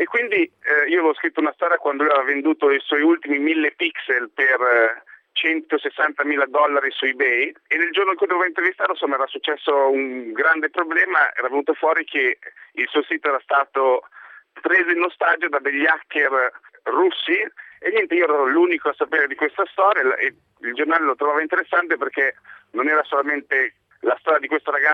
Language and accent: Italian; Lombardy, Italy; quando ero nel mio paesino in provincia di Pavia